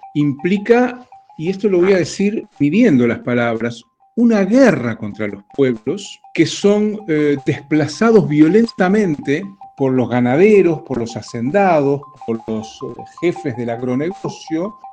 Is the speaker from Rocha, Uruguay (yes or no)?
no; Montevideo, Uruguay; nací y vivo en Montevideo.